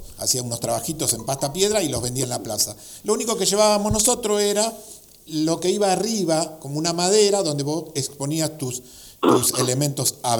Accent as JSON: {"language": "Spanish", "town": "Remedios de Escalada", "region": "Buenos Aires Province", "country": "Argentina", "said": "a nosotros, que somos separatistas acá de Remedio de Escalada"}